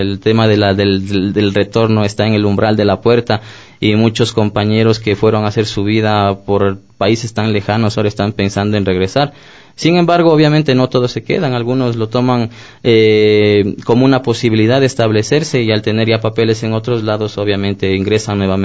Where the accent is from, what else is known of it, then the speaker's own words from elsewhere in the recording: Ecuador; moved away; podemos irnos y estar afuera 10, 15, 20, 25 años, pero no podemos perder la esencia. Somos ecuatorianos